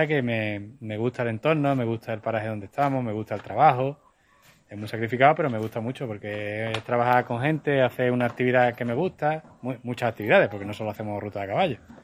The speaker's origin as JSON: {"language": "Spanish", "town": "Málaga", "region": "Andalusia", "country": "Spain", "said": "Yo no soy de pueblo, soy de Málaga"}